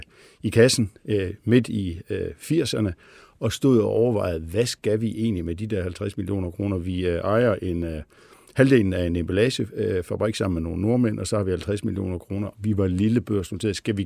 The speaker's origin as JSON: {"language": "Danish", "town": "Billund", "region": "Region of Southern Denmark", "country": "Denmark", "said": "jeg stammer fra Billund, hvor jo sådan er en meget Lego-orienteret by og har haft sådan Lego ind under huden."}